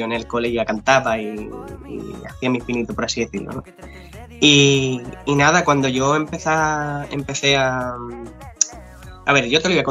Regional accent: Alcalá de los Gazules, Andalusia, Spain; Pues yo soy de Alcalá de los Gatules, ¿vale? De un pueblecito de Cádiz.

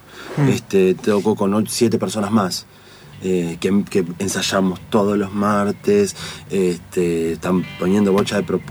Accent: La Plata, Buenos Aires Province, Argentina; porque encima soy de La Plata

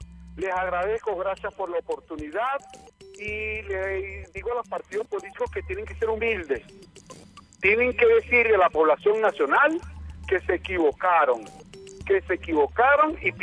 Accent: Venezuela; Yo quiero decirle a mi pueblo venezolano

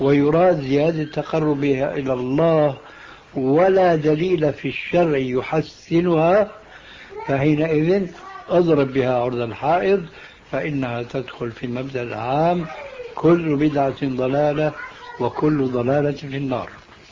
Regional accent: Syria; كما يقولون عندنا في سوريا

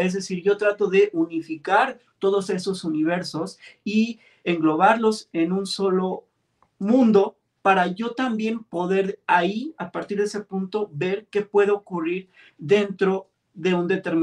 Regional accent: Mexico City, Mexico; yo soy un chico originario de la Ciudad de México. Soy un streamer mexicano

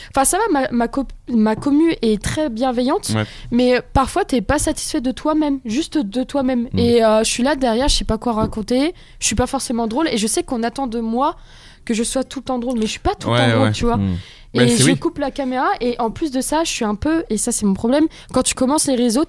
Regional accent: Provins, Île-de-France, France; Moi, je suis de la campagne, moi. Bien profond. Tu connais Provins?

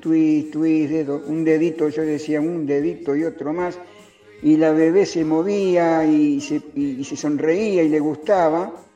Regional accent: Quilmes, Buenos Aires Province, Argentina; un íntimo amigo mío que nos criamos juntos, Danielito, allá en Quilmes, provincia de Buenos Aires

